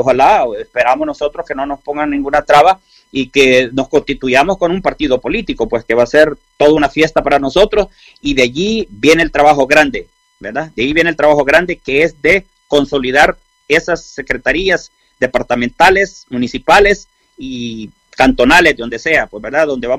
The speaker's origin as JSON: {"language": "Spanish", "region": "San Miguel", "country": "El Salvador", "tie": "born there", "said": "Porque yo vengo de la pobreza, yo nací en San Miguel."}